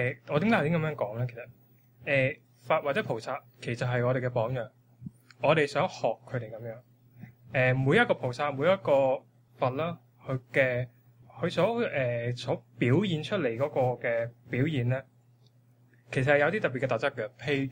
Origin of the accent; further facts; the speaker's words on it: China; 其實因為我哋中國人啦，始終即係我哋都係即係農業社會啦